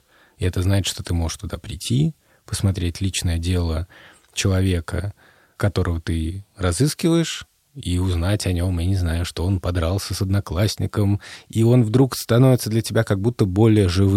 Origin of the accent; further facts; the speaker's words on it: Moscow, Russia; born there; почему я родился в Москве, если они жили в Риге и так далее